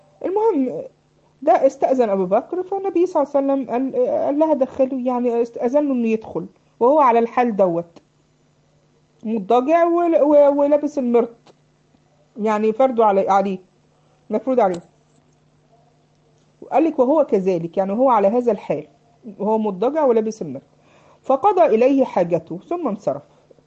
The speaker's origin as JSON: {"language": "Arabic", "country": "Egypt", "said": "عامل زي عندنا في مصر يسموه البشكير"}